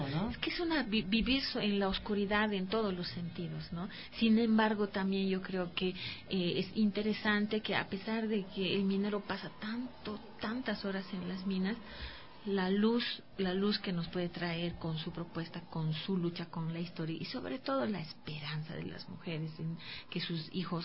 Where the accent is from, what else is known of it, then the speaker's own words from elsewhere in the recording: Bolivia; en mi país, en Bolivia, hay muchas mujeres que a partir de, a pesar que yo soy minera